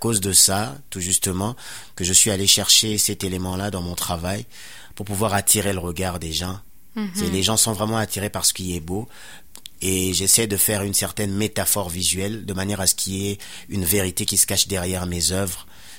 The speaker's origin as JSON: {"language": "French", "country": "DR Congo", "said": "Je viens de la République démocratique du Congo, et puis c'est un pays qui est en guerre depuis près de 20 ans."}